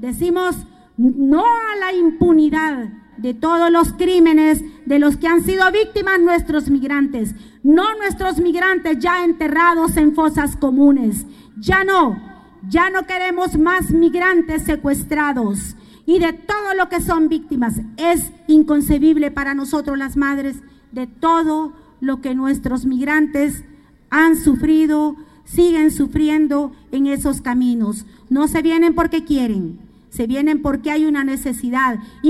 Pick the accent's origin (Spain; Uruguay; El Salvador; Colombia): El Salvador; yo vengo del Salvador